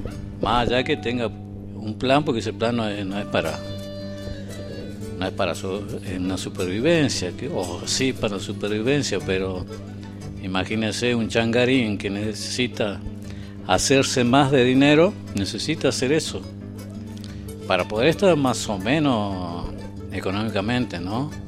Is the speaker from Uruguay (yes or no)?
no; Argentina; somos argentinos, los argentinos.